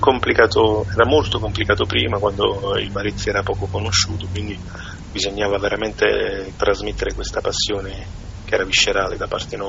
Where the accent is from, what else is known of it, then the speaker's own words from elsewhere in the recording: Eboli, Campania, Italy; io non sono di Parma, sono di Eboli, provincia di Salerno.